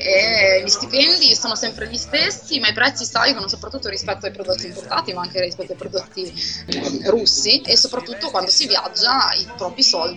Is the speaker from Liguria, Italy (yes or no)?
yes; Rapallo, Liguria, Italy; io sono di una piccola città del nord Italia, della provincia di Genova, si chiama Rapallo.